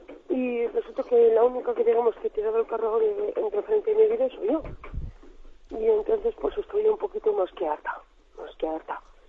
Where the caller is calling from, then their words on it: Logroño, La Rioja, Spain; de Logroño.